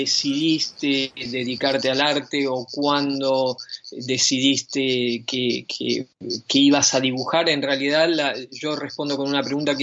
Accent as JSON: {"language": "Spanish", "country": "Argentina", "tie": "born or raised there", "said": "ese entrenamiento que tuve durante toda mi infancia en Argentina y adolescencia me sirvió mucho a la hora de establecer una carrera aquí en Europa."}